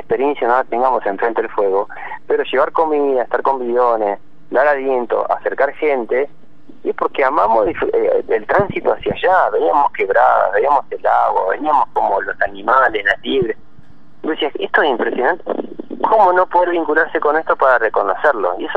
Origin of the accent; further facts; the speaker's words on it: Argentina; Yo creo que me da ese punto como de argentino, la verdad que tenemos tanto por disfrutar